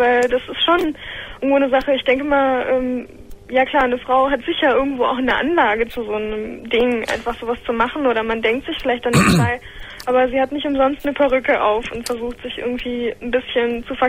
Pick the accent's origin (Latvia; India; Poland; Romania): Poland; Upper Silesia; born there; Ich bin geboren in Polen